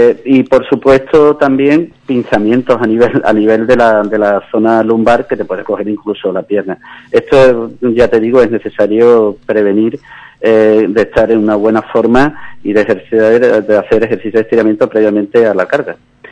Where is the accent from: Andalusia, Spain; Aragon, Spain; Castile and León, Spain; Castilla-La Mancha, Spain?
Andalusia, Spain; Algeciras; yo cuando tenía de 16 a 21 años estuve cargando en mi pueblo natal, Algeciras.